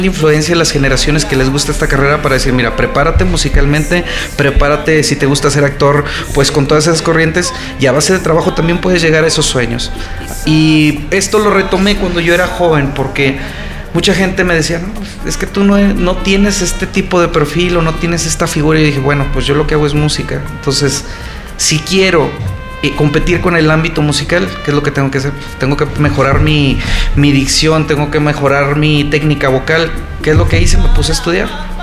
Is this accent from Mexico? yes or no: yes; Mexico; yo digo, soy mexicano, me tratan muy bien